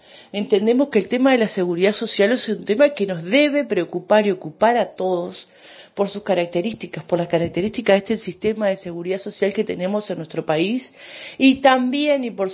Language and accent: Spanish; Uruguay; como clase trabajadora, como pueblo uruguayo